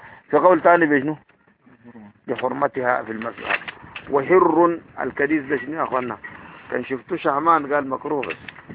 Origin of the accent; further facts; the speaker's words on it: Sudan; السودان عندنا موحات كتاب الدين. موحات كتاب الدين دي هاتوه قرآن كده دي الدارجة بتاعتنا